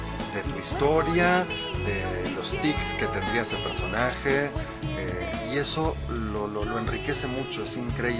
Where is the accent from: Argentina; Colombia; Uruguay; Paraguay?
Argentina; now in Mexico; yo soy de Argentina, llevo aquí 20 años